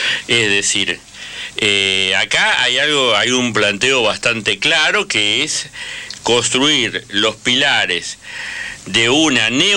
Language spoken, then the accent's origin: Spanish; Catamarca, Argentina; O claro, Catamarca, de donde soy.